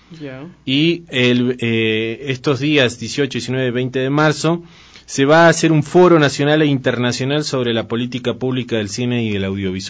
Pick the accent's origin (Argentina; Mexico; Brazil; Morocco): Argentina; Patagonia; now in Ecuador; pero sí soy de un pueblo originario de Argentina, que es el Mapuche. Soy del sur de la Argentina.